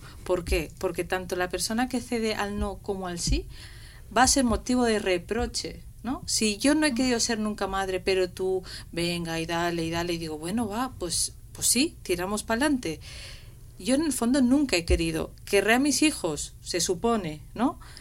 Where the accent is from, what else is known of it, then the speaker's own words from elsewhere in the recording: Gandia, Valencian Community, Spain; now in Madrid, Spain; Yo soy de Gandía, entonces digo, si no, aquí en Madrid ser madre soltera es imposible. Sé que me tengo que volver a Valencia.